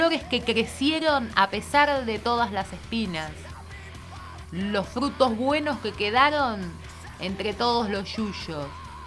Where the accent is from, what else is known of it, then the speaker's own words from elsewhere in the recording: Argentina; hay cosas que se hacen a la que te criaste por eso mismo de que somos argentinos